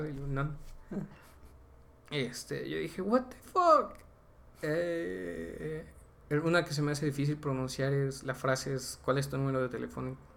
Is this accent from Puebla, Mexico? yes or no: yes; Puebla, Mexico; accent: Poblano; es fácil para nosotros poblanos, güey, porque ya hablamos de por sí así nuestro acento. Estiramos las vocales.